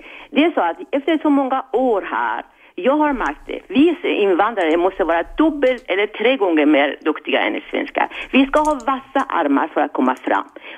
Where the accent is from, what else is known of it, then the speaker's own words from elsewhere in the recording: Iran; Swedish is a second language; moved away as an adult; now in Sweden; Jag kom till Sverige för att jag valde komma hit under 70-talet. Jag strävade efter 13 års ålder för att komma till en paradis som heter ett socialdemokratiskt system som vi hade här i Sverige. Jag fick ett stipendium som en socionom från Iran